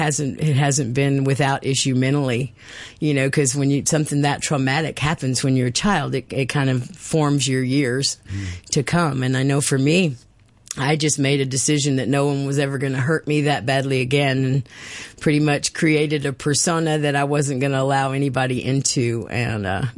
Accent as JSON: {"language": "English", "town": "Mendenhall", "region": "Mississippi", "country": "United States", "tie": "born or raised there", "said": "I was born in Mendenhall, Mississippi. Born actually in Jackson, but we lived in Mendenhall, which is about 26 miles southeast of Jackson."}